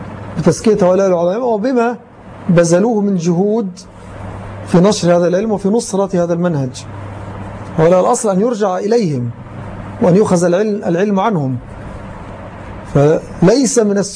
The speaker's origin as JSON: {"language": "Arabic", "country": "Egypt", "said": "وما أكثرهم في زماننا وفي بلدنا مصر للأسف"}